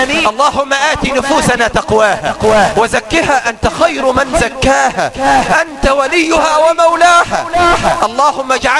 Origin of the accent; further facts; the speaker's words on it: Egypt; واحقن دماء المسلمين في بلدنا مصر